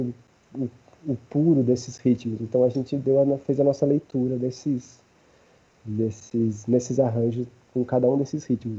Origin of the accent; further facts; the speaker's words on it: São Paulo, Brazil; sendo paulista, sendo de região periférica